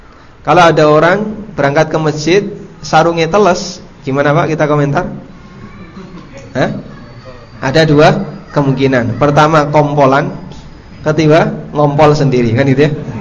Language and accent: Indonesian; Paciran, East Java, Indonesia; Jadi di kampung saya dulu, tapi dulu ya, di Paciran, Lamongan, makan di warung itu menjatuhkan muru'ah.